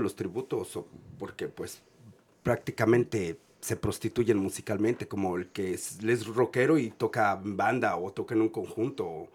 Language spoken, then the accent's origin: Spanish; Mexico City, Mexico; born there; mi padre es de Michoacán, mi madre de la Ciudad de México. Entonces, uno escucha, yo nací en la Ciudad de México, me dicen chilango